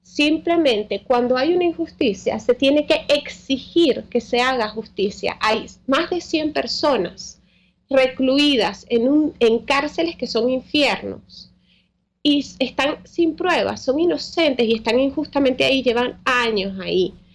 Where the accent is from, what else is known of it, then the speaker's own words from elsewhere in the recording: Canary Islands, Spain; Nosotros nos criamos en una isla, en Tenerife, en España.